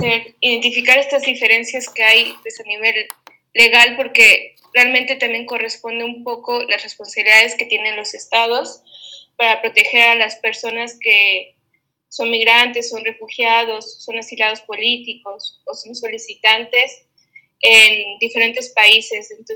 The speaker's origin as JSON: {"language": "Spanish", "country": "Mexico", "said": "como por ejemplo que yo soy mexicana"}